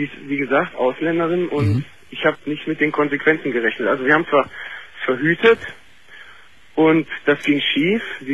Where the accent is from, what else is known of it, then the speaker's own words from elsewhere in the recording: Germany; Ich selber bin Deutscher.